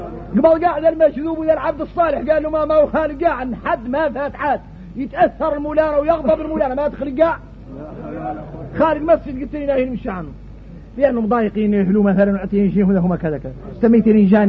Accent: Mauritania; حقيقة نحن موريتاني

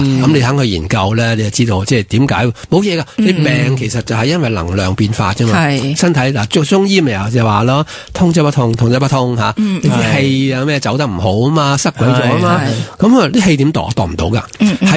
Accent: Hong Kong; 其实我哋香港人最唔科学就系我哋以为咁先系科学嘛。

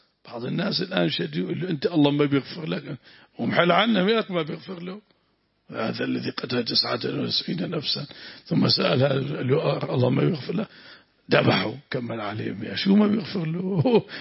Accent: Syria; عندنا في الشام، أريد أن أحضر

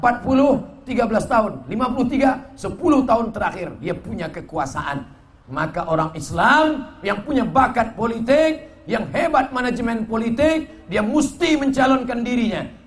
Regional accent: Riau, Indonesia; Ketika bicara, saya dari Riau

